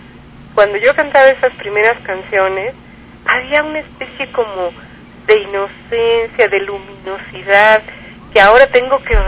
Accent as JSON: {"language": "Spanish", "country": "Mexico", "said": "Sí es un país al que aprecio, no nomás porque soy mexicana."}